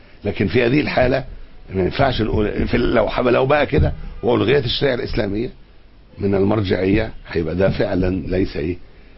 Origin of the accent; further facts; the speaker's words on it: Egypt; اساطين الليبرالية عندنا في مصر